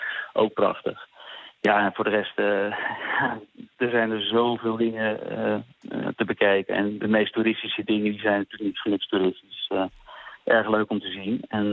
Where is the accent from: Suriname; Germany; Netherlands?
Netherlands; Ja, dat zou ik, ja. Als Nederlander zou ik het zeker doen.